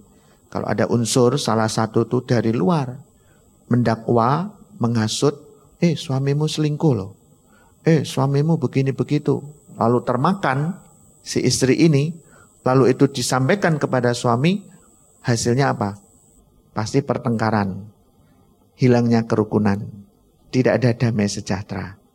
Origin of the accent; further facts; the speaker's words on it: Bojonegoro, East Java, Indonesia; Saya orang Bojonegoro, ya.